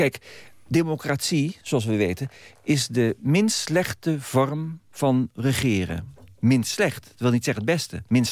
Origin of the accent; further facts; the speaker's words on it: Netherlands; Dus het gaat erom dat wij als Nederlanders echt leren om tolerant te worden.